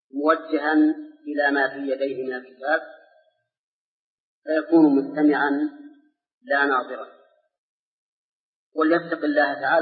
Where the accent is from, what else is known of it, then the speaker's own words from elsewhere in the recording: Saudi Arabia; أي في بلادنا المملكة العربية السعودية